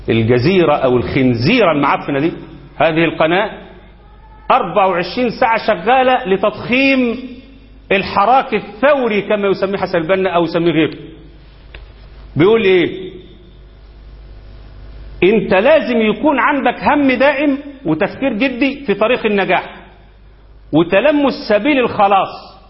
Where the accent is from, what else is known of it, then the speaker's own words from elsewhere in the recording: Egypt; اللي بيمزق الأمة عندنا في مصر ويقتل الناس